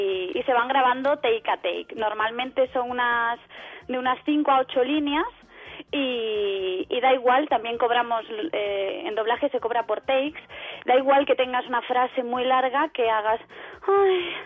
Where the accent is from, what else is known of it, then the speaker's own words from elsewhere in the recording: Asturias, Spain; Yo soy asturiana